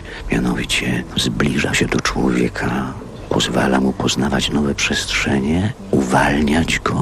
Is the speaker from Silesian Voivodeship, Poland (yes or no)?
yes; Silesian Voivodeship, Poland; born there; ponieważ ja się urodziłem na Śląsku